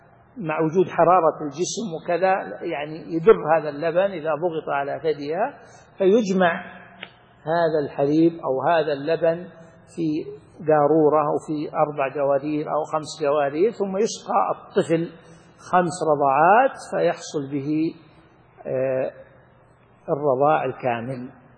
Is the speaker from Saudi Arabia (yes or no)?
yes; Saudi Arabia; ومن أحكام الأيمان والنذور عندنا في السعودية